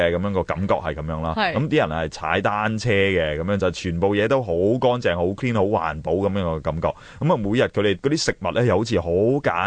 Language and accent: Cantonese; China; 我哋中国人真系好伟大嘅，一个嬲字